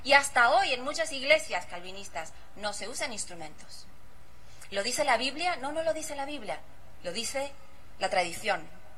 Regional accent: Uruguay; moved away as an adult; now in United States; hace 30 años que salí de Uruguay

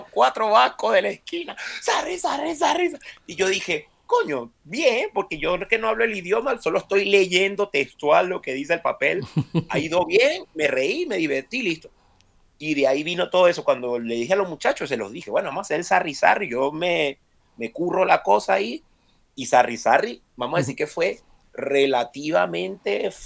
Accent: Venezuela; now in Spain; yo soy venezolano, yo no molesto a nadie, tengo mi pasaporte de Venezuela en regla, mi permiso de residencia y de trabajo en regla

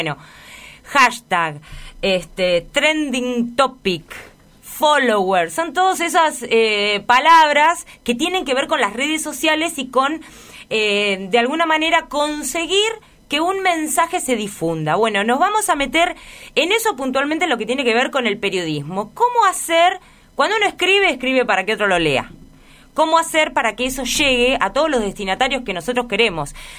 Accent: Necochea, Buenos Aires Province, Argentina; now in La Plata, Argentina; yo soy de Necochea, pero la queremos. Ya la hemos adoptado como nuestra

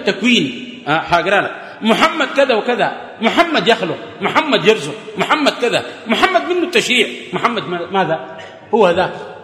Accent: Atbara, River Nile, Sudan; هناك عندنا في عطبرة داير مناظرة في العرش

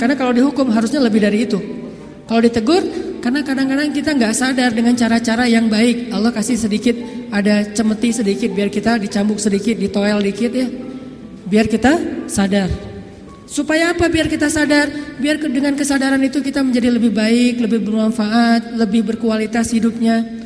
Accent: Aceh, Indonesia; saya nih orang Aceh. Ketika saya berada di Sunda, di mana bumi dipijak, di situ langit dijunjung.

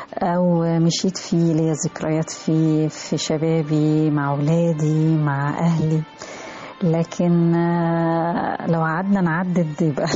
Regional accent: Egypt; بيضيف لي كإنسانة معنى، بيضيف لي كمصرية قامة.

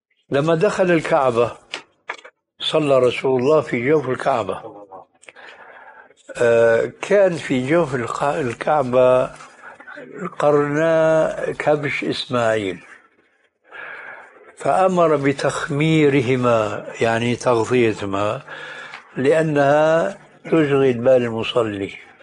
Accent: Syria; هذه عندنا في الشام تسمى بالصاية

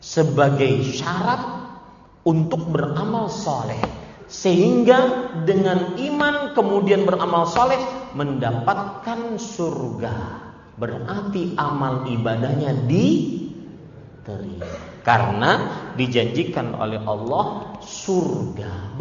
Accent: Banjarmasin, South Kalimantan, Indonesia; sebagaimana yang ada di kota saya di Banjarmasin

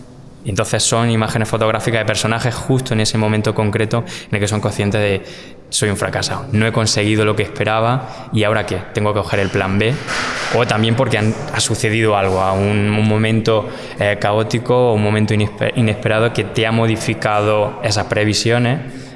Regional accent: Andalusia, Spain; soy muy barroco, soy muy andaluz.

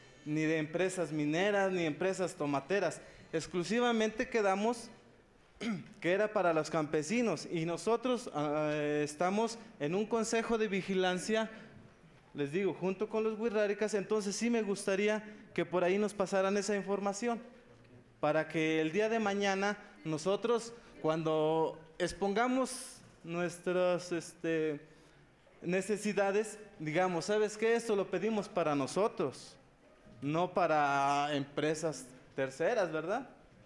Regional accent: San Luis Potosí, Mexico; Yo vengo de aquí, de una comunidad cercana a Matehuala.

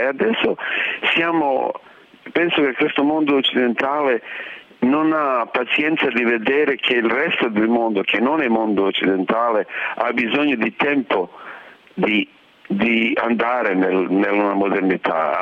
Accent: Sarajevo, Bosnia & Herzegovina; Italian is a second language; moved away as an adult; also born or lived in Paris; io sono da Sarajevo, allora come di tutti di Sarajevo le nostre vite sono divise, la vita prima della guerra e la vita dopo della guerra

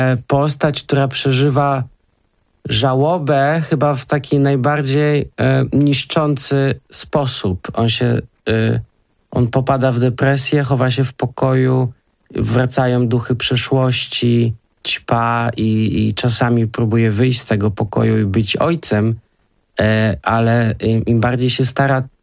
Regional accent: Kraków, Lesser Poland, Poland; Tak, pochodzimy z Krakowa.

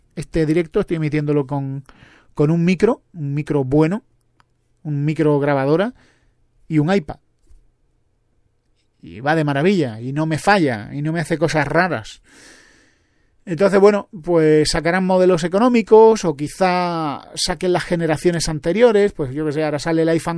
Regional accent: Spain; now in Madrid, Spain; Pero yo soy español, yo conozco la realidad española. Y yo vivo en Madrid.

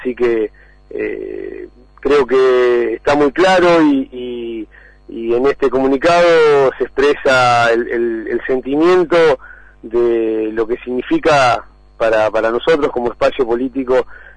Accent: Cañuelas, Buenos Aires Province, Argentina; Yo nací y vivo en Cañuelas hace un poco más de 50 años

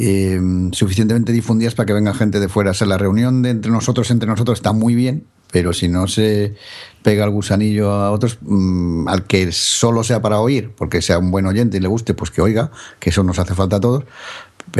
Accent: Galicia, Spain; el 14 las vamos a hacer en Galicia. Que me tocará a mí mucho encargarme como gallego

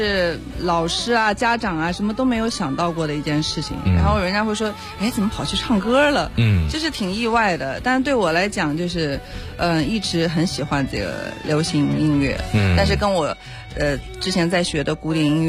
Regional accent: Urumqi, Xinjiang, China; 好的，我是来自新疆乌鲁木齐的一位选手。

